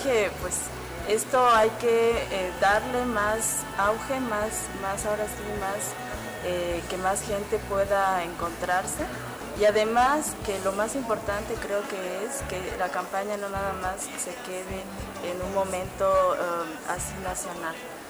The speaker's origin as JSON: {"language": "Spanish", "region": "Chiapas", "country": "Mexico", "said": "soy del estado de Chiapas, de ANEC Totiques."}